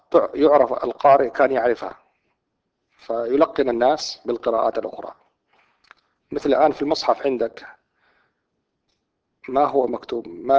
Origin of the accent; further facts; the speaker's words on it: Saudi Arabia; عندنا في المملكة العربية السعودية ودول شرق آسيا ومصر والعراق